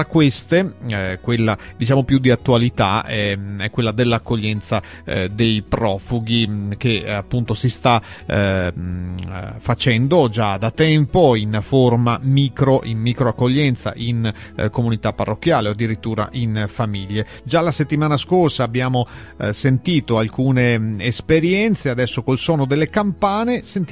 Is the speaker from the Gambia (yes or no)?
yes; Gambia; now in Italy; vengo dal Gambia e ho 23 anni. Sono un immigrato